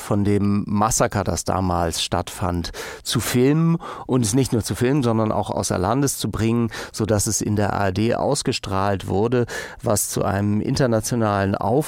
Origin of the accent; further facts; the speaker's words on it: Hamburg, Germany; waren sie 2 oder 3 Wochen später in meiner Heimatstadt Hamburg zu Gast und spielten ein Konzert